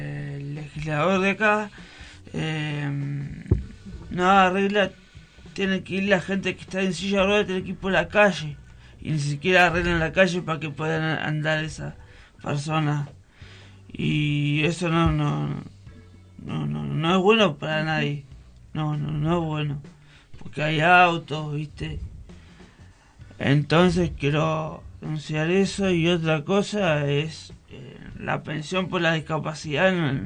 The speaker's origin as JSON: {"language": "Spanish", "region": "Buenos Aires", "country": "Argentina", "lives_now": "San Luis, Argentina", "said": "Yo vengo de Buenos Aires hace poco. Vine a vivir acá, la verdad que me encanta San Luis, no me gustaría estar en Buenos Aires"}